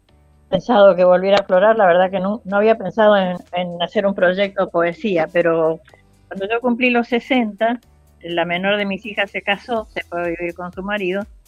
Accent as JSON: {"language": "Spanish", "town": "Presidencia Roque Sáenz Peña", "region": "Chaco", "country": "Argentina", "tie": "born or raised there", "also_born_or_lived": "Buenos Aires", "moved": "yes", "said": "yo viví en el campo, porque aunque nací acá en Buenos Aires, me crié en el Chaco, en Presidencia Roque Sáenz Peña, que me llevaron desde los 9 meses."}